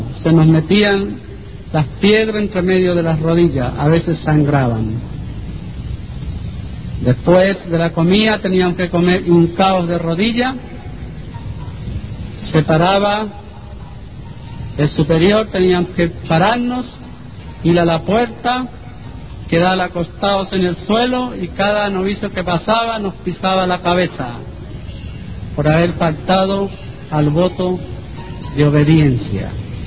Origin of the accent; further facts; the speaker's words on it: Texas, United States; mis abuelos, que fueron los que me criaron en Texas, fueron a Roma.